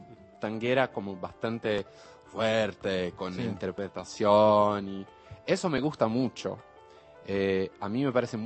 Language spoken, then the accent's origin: Spanish; São Paulo, Brazil; Soy de San Pablo